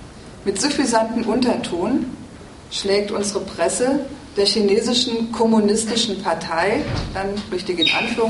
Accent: North Rhine-Westphalia, Germany; bei uns im Ruhrgebiet, wo ich herkomme.

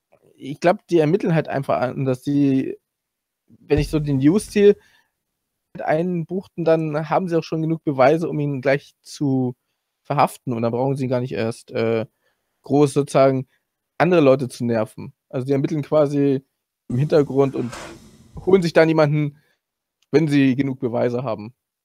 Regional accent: Hamburg, Germany; now in Salzburg, Austria; Ursprünglich Hamburg, jetzt aber lebe ich in Salzburg halt seit 14 Jahren.

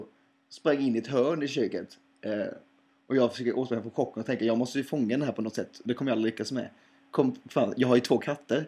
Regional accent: Hetsryd, Sweden; jag är från Hetsryd, men min mor kommer från Applehult.

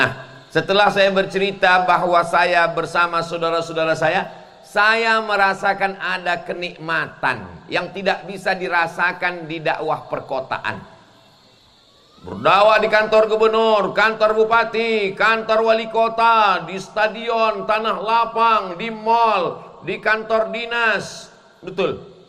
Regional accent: Sumatra, Indonesia; Saya mengkhususkan diri masuk ke pedalaman di daerah Sumatera, kampung halaman saya, setahun dua kali.

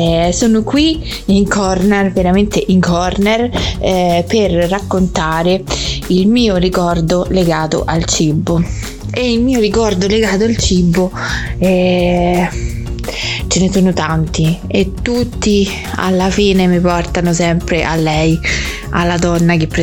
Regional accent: Monterotondo, Lazio, Italy; all'interno del centro storico di Monterotondo, del mio paese

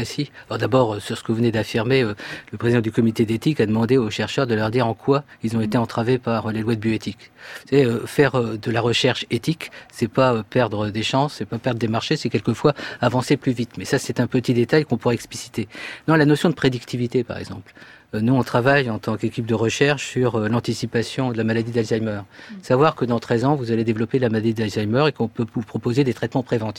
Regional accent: France; Est-ce qu'on a une parole au niveau international à porter en tant que Français

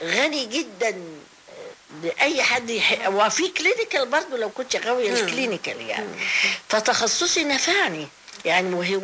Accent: Tanta, Gharbia, Egypt; انا نشأت في طنطا لان بابايا كان دكتور فدخلت الروضة في روضة طنطا

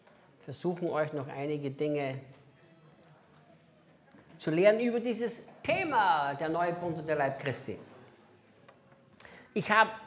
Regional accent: Austria; first language German; moved away; ich spreche Deutsch, ist ja meine Muttersprache. Ich bin ja Österreicher. Ich lebe zwar 19 Jahre nicht mehr in Österreich

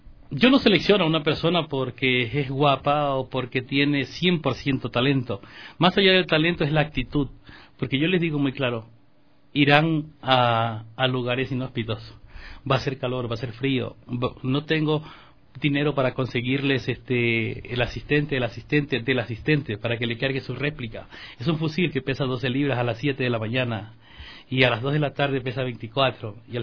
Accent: Manabí, Ecuador; luego vamos a grabar algo en Manabí, no voy a olvidar mi tierra

